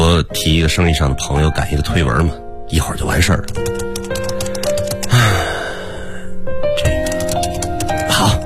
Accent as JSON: {"language": "Chinese", "region": "Jiangsu", "country": "China", "tie": "born or raised there", "said": "我们老家在那个苏北农村呢，那个时候高考是唯一离开农村的方式。"}